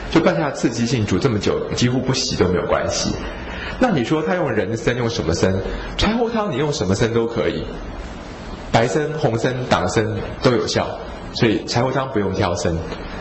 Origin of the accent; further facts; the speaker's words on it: Taiwan; 我最近觉得药性比较寒凉的美容药对我们台湾人的帮助不大